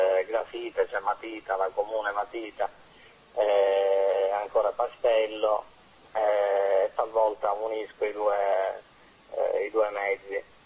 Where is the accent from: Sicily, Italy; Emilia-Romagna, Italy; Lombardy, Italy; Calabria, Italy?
Sicily, Italy; pur essendo siciliano, ecco, credo di avere qualcosa in comune con una certa estetica nordica.